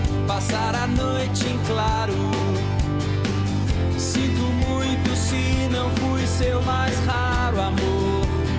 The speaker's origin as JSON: {"language": "Portuguese", "region": "Minas Gerais", "country": "Brazil", "said": "eu vim de Minas, eles são de lá, e lá é muito grande mesmo"}